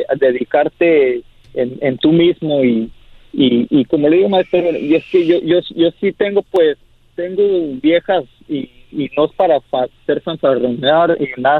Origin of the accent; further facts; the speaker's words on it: Chicago, Illinois, United States; De Chicago, maestro.